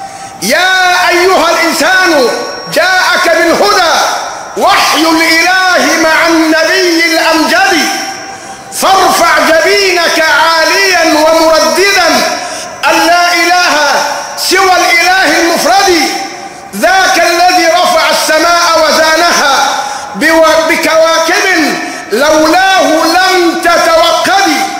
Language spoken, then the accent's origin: Arabic; Egypt; حتى عندنا كمصريين نقول ضرائر